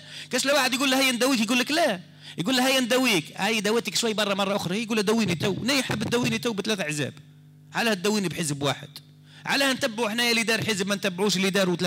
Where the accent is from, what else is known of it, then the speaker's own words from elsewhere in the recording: Algeria; أنا مواطن جزائري